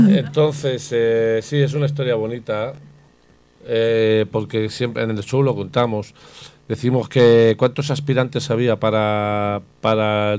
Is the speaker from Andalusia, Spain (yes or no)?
no; Salamanca, Castile and León, Spain; A mi tierra. Yo soy de Salamanca. Vamos a mi tierra